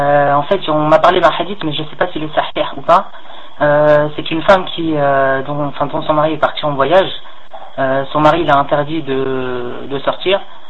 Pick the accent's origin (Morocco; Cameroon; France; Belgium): Morocco; je suis originaire du Maroc, mais j'habite pas encore au Maroc. Inch'Allah, je vais faire Hijra bientôt